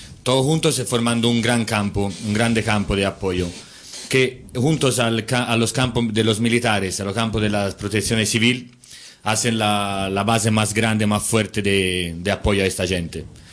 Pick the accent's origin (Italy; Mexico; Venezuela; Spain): Italy; Florence, Tuscany; de Florencia.